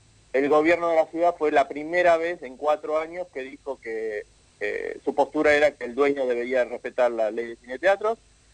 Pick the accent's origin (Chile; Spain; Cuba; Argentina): Argentina; Bahía Blanca, Buenos Aires Province; yo soy incluso de Bahía Blanca, soy del sur de Buenos Aires.